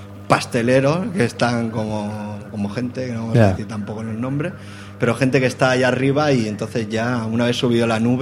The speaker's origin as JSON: {"language": "Spanish", "town": "L'Hospitalet de Llobregat", "region": "Catalonia", "country": "Spain", "said": "salimos de Hospitalet, somos de Hospitalet."}